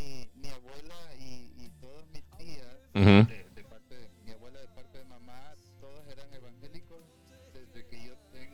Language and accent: Spanish; El Salvador; la verdad que sí se siente bonito decir que soy de El Salvador. Y que nací, pues, como un niño común y cualquiera, con bastantes limitaciones